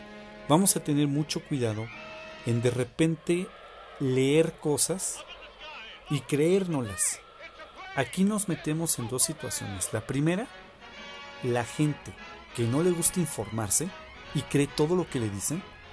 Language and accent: Spanish; Mexico; Sí, Daniel, somos de México.